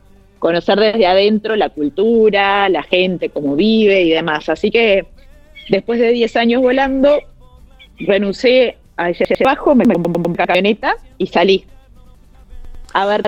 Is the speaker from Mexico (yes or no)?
no; Cardona, Soriano, Uruguay; also born or lived in Montevideo; Yo nací en Montevideo, pero me crié en un pueblito que se llama Cardona, que es un pueblito pequeño, que queda en el departamento de Soriano, en Uruguay.